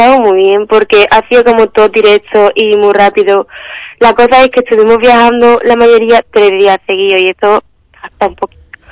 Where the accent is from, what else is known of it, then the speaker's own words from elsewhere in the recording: Michigan, United States; en mi pueblo no había, tipo, porque mi estado como que se divide más o menos, los distritos, el norte y el sur, pues en el sur sí había, tipo, Detroit, Flint, pero en la parte norte, que es donde estaba yo